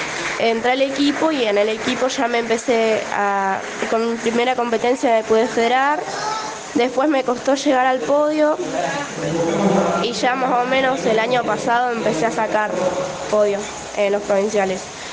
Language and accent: Spanish; Sarmiento, Chubut, Argentina; Soy de Sarmiento, tengo 14